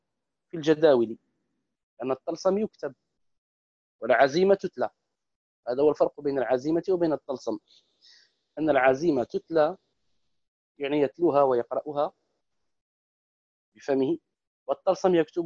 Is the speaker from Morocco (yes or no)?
yes; Morocco; وهو يسمى بالدارجة عندنا في المغرب بالتقاف